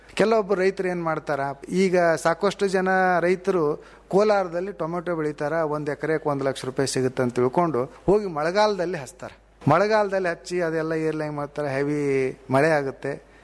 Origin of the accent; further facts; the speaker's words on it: Bidar, Karnataka, India; ಈ ವರ್ಷ ನೋಡ್ರಿ, ಈಗ ನಮ್ಮ ಬೀದರ್ ಜಿಲ್ಲೆಯಲ